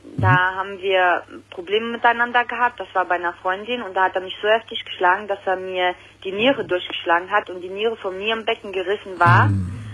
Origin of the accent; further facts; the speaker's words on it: Italy; ich bin auch Italienerin.